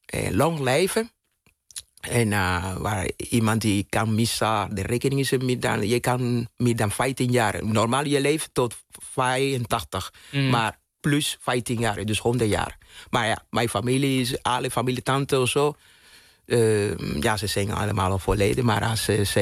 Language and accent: Dutch; Cuba; Dutch is a second language; now in Netherlands; Bijvoorbeeld mijn kindertijd in Cuba.